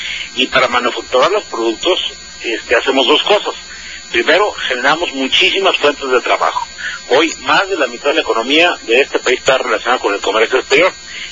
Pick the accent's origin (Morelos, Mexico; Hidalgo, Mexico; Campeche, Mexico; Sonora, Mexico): Sonora, Mexico; Hermosillo; Yo te digo, yo soy de Hermosillo.